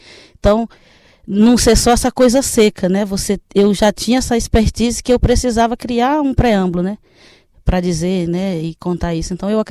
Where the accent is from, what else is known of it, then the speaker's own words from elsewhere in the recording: Ceará, Brazil; now in Sergipe, Brazil; embora eu esteja atualmente morando em Sergipe, mas eu sou do Ceará, do interior do Ceará, lá da região do Vale do Jaguaribe, no meio do norte. E a minha comunidade era uma comunidade pouco letrada.